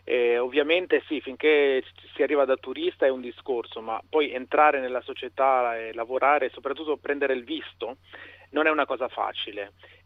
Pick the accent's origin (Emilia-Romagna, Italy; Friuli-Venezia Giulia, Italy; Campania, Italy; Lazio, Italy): Friuli-Venezia Giulia, Italy; Udine; moved away; io sono udinese, sono nato e cresciuto a Udine, anche se poi metà della mia famiglia viene dal sud, sono insomma un sangue misto.